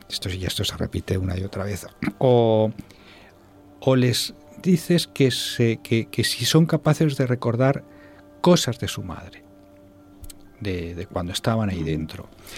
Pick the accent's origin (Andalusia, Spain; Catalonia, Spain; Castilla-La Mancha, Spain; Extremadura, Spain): Castilla-La Mancha, Spain; Albacete; te voy a contar que en una hipnosis pública en mi tierra, en Albacete